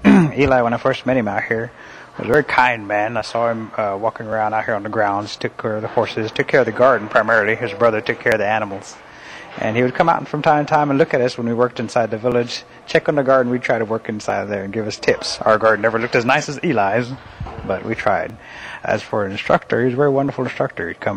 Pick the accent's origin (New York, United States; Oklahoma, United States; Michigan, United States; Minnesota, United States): Oklahoma, United States; Salina; I grew up in Salina, Oklahoma, and I was born in 1965 in Claremore Indian Hospital. Spent my entire life in Salina and graduated from there in 83.